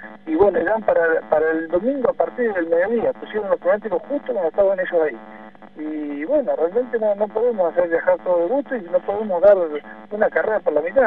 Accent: Buenos Aires, Argentina; yo soy de Buenos Aires y corrí con lluvia.

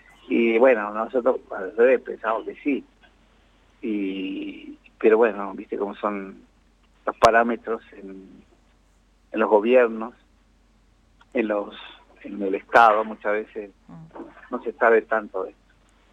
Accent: Jujuy, Argentina; now in La Plata, Argentina; Y eso, bueno, vine de Jujuy. Y después cuando vine acá a La Plata, en el año 79, 80, en el 81, 82

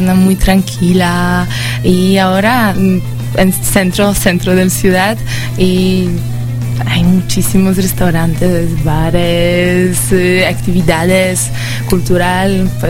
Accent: Katowice, Silesian Voivodeship, Poland; Spanish is a second language; Del sur. Muy cerca de montañas, es una ciudad, se llama Katowice, y una hora de Cracovia, una otra ciudad muy importante en Polonia

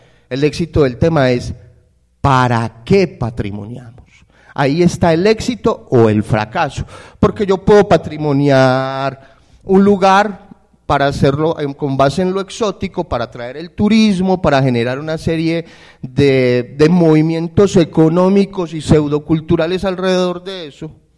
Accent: Medellín, Antioquia, Colombia; Nosotros acá casi todos nos identificamos como paisas, no como medellinenses.

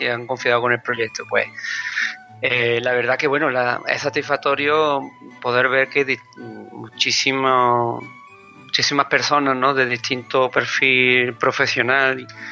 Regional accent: Zaragoza, Aragon, Spain; os lo digo porque soy de Zaragoza, ¿no? Los dos.

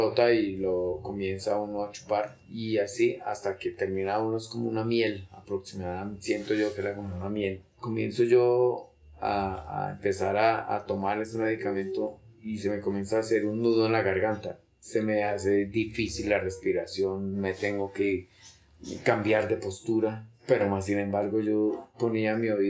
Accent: Bogotá, Colombia; una de las tareas que debemos ponernos nosotros como bogotanos, tal vez como colombianos

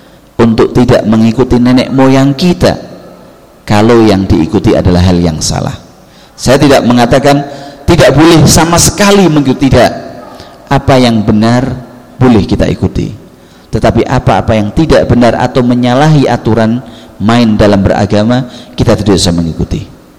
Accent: Java, Indonesia; kita sebagai orang Jawa kebanyakan masih mengikuti kebiasaan-kebiasaan nenek moyang kita

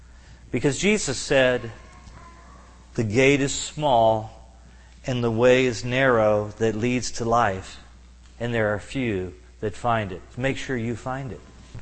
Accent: Kentucky, United States; I remember being about 14 years of age, and I'm from Kentucky

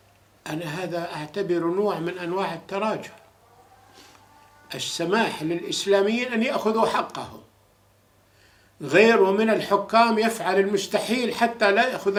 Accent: Syria; إحنا كنا نتمنى كسوريين أن يكون الوضع هادئ في الأردن

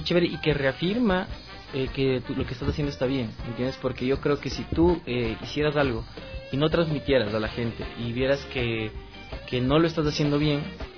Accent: Ambato, Tungurahua, Ecuador; moved away as an adult; also born or lived in Spain; Sí, soy ambateño. Entonces, fue en Ambato, más o menos a los 19 años yo salí del Ecuador, fui a España y viví 7 años allá.

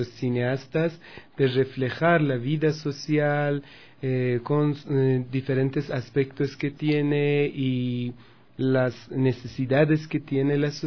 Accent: Iran; Spanish is a second language; en mi país, en las carteleras de cine, 90% de las películas que la gente va a ver y le interesa son películas nacionales, iraníes.

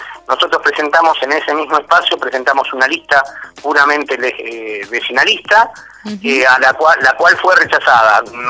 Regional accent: Cañuelas, Buenos Aires Province, Argentina; soy de acá de Cañuelas hace más de 40 años. Vinimos a Cañuelas, mi viejo vino cuando yo tenía 10 años, así que yo hoy tengo 54, así que soy, se podría decir, más cañuelense que otra cosa, por adopción. Terminé mis estudios secundarios acá, hice mi familia acá

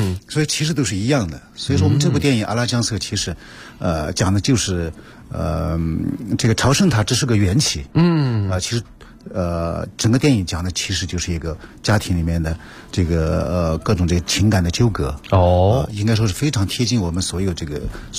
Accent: Tibetan areas, China; 我们自己就是土生土长的人来看的话，我们觉得就是藏区的这些老百姓，我们这个普通家庭里面，他跟我们内地没有什么两样

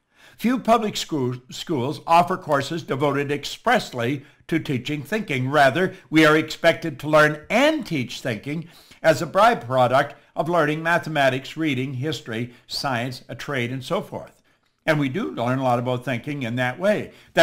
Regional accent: Toronto, Ontario, Canada; And I said, I'm from Toronto. I'll fly over.

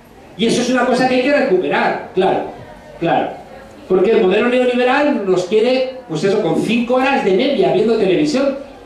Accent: Madrid, Community of Madrid, Spain; Porque yo soy de Madrid y soy consciente

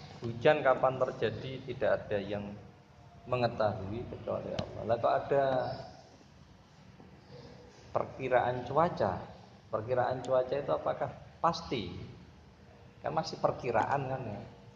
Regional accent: Kudus, Central Java, Indonesia; now in Pekalongan, Indonesia; Saya orang Kudus tinggal di Pekalongan

